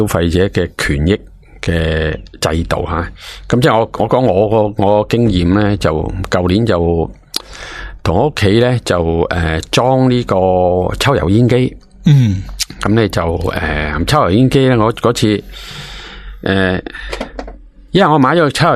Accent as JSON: {"language": "Cantonese", "country": "China", "said": "咁西人咧就冇我哋中国人咁好镬气啊"}